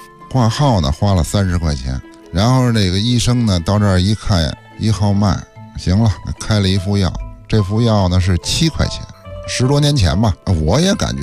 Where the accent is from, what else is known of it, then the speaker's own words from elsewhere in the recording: Beijing, China; 咱北京人念西园